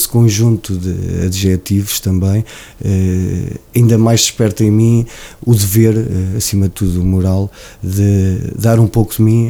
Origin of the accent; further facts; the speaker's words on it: Oliveira do Hospital, Coimbra, Portugal; é o orgulho de ser oliveirense, e a qualquer lado que eu vá faço questão de dizer que sou de Oliveira Hospital, sou de um puro, entre aspas, também serrano